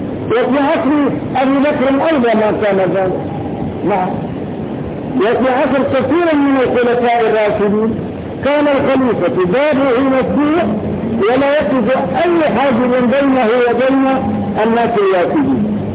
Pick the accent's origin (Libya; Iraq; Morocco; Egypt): Morocco; لكن لو أن هذا الإنسان وقف عندنا في المغرب وشهد وهو حافر شهادته فقط، لأن هذا شيء معروف عندنا